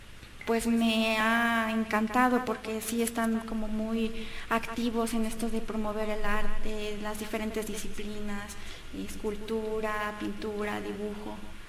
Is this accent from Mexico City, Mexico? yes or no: no; Naucalpan, State of Mexico, Mexico; bueno, yo soy de Naucalpan